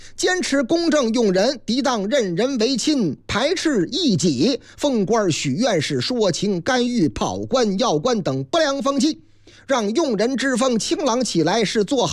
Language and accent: Chinese; Sichuan, China; 当然了，当然喽，四川是我的老家。